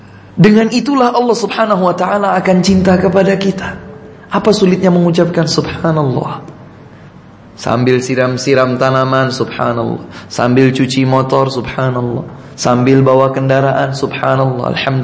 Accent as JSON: {"language": "Indonesian", "region": "Java", "country": "Indonesia", "said": "Kalau kita orang Jawa bilang, kita ini dipretelin, diprotolin."}